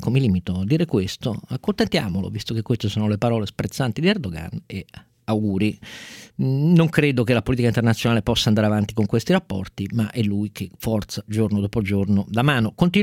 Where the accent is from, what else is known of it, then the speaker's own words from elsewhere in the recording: Turin, Piedmont, Italy; mi è venuto un colpo apoplettico innanzitutto come torinese